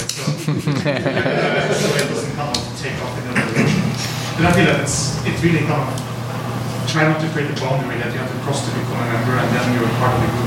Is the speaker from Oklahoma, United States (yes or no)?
no; Indiana, United States; I'm from the Metro of Indiana